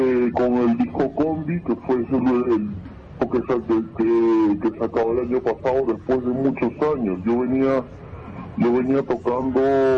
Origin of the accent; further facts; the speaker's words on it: Lima, Peru; also born or lived in Huancayo; Yo nací en Lima, en un barrio muy popular que se llama El Rímac, pero hasta los 11 años de edad yo no había tenido ningún contacto con la música, hasta que con mi familia nos mudamos a Huancayo